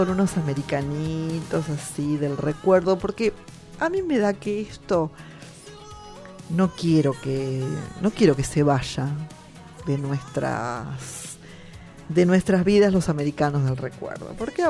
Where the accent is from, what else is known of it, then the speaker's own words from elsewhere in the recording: Argentina; Así que nosotros como argentinos, lo repito una y mil veces, tenemos que conocer más nuestro país.